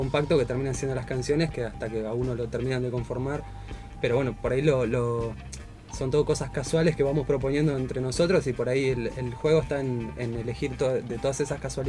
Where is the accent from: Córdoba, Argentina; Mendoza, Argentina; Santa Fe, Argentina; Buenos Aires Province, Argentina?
Buenos Aires Province, Argentina; Tres Arroyos; Poli y yo somos de Tres Arroyos.